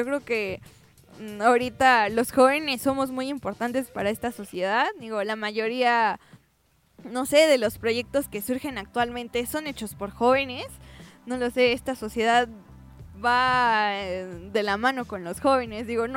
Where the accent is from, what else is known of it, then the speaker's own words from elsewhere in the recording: Mexico; Y pues como mexicanos